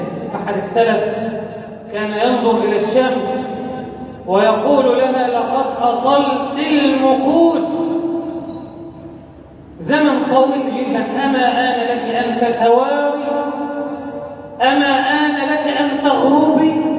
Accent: Egypt; اجعل بلدنا مصر أمنا أمانا، سخاء رخاء

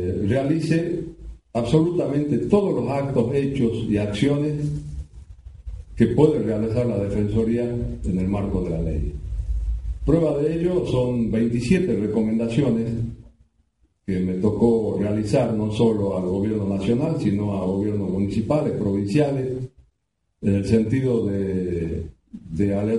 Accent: Jujuy, Argentina; yo soy de Jujuy, de allá de la lejana Puna o la Quebrada

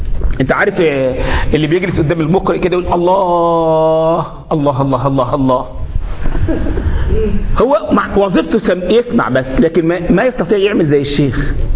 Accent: Egypt; مش بعض الشباب عندنا في مصر كان عنده كده بتاع 12 13 سنه

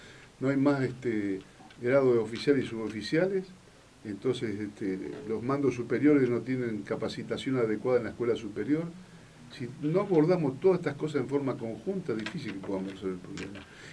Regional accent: Santa Fe, Argentina; Somos todos iguales, todos somos santafesinos.

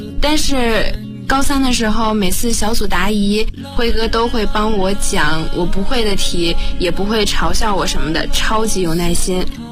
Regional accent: Beijing, China; 我是北京的

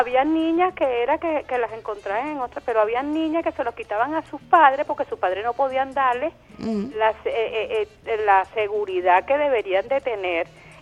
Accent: Venezuela; Entonces cuando tú como venezolano acepta y dices, sí, es verdad, es verdad, es verdad, es verdad, es verdad, es verdad, si sale, esto es lo que puede agredir más a nuestro país.

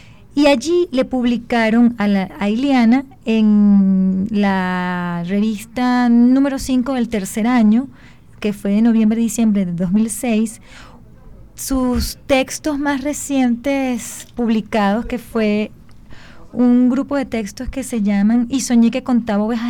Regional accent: Venezuela; es un honor para nosotros decir como venezolanos

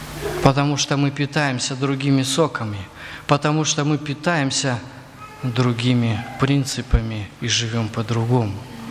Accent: Crimea, Ukraine; Поэтому на юге, вот где я вырос, в Крыму, тополя сажали вот квадратами такими большими.

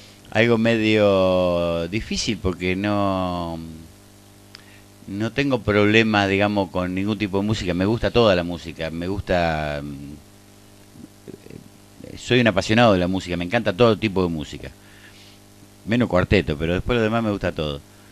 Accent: Rosario, Santa Fe, Argentina; Yo soy rosarino.

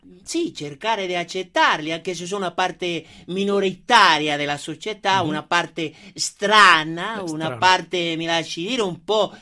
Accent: Treviso, Veneto, Italy; No, sono del Treviso, del Treviso originale. Del Treviso, solo che questo è un accento che ci hanno, diciamo così, imposto

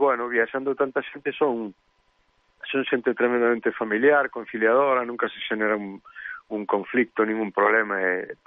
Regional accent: Fene, Galicia, Spain; Eu criei-me ali, en Cerquiña de Ferrol. Cerquiña de Ferrol, en Fene, sí.

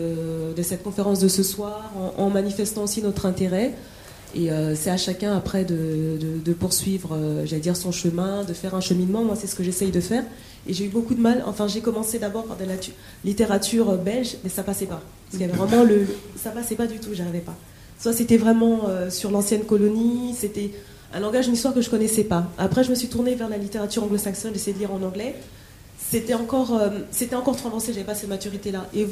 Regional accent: France; born there; moi je suis née en France. Mm-hmm. Je suis d'origine Congo-Kinshasa.

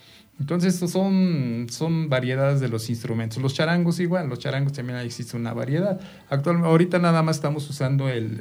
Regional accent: Tepetlixpa, State of Mexico, Mexico; yo soy de Tepetlixpa, la mitad de los integrantes somos de Tepetlixpa.

